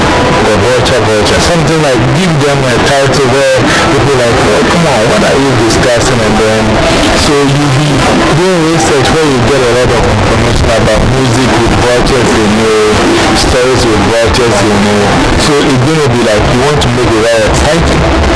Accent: Mankessim, Central Region, Ghana; like I'm from Mankasin.

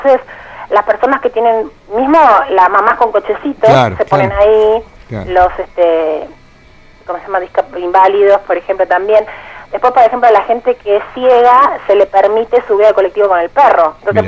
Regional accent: Buenos Aires, Argentina; Sí, de Palermo.

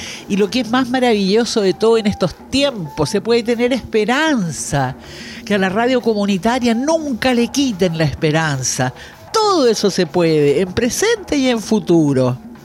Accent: Chile; latinoamericana, chilena.

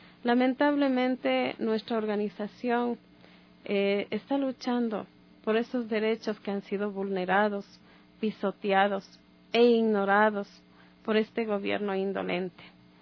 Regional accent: Ecuador; sé cuáles son mis derechos como ecuatoriana

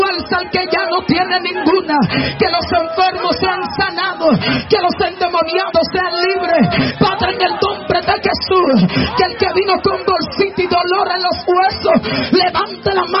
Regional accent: Dominican Republic; Oh, nada más no somos los dominicanos que tenemos un unción.

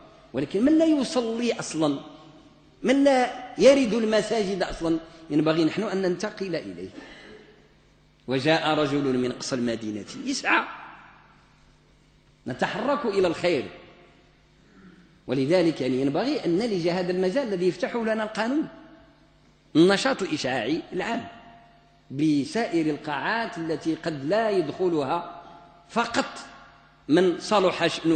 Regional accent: Morocco

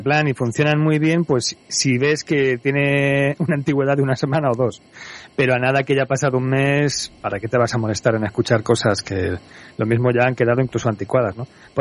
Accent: Madrid, Community of Madrid, Spain; Yo soy de Madrid

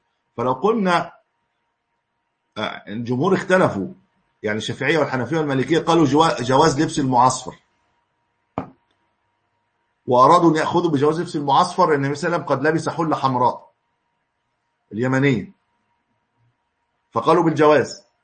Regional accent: Egypt; ويبدو أن هذا ليس عندنا في مصر الآن

